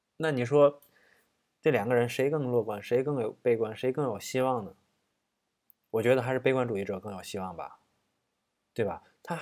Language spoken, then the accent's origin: Chinese; Tianjin, China; 因为我是天津人，我可能会带一些，就跟你上课接下茬那样的一个过程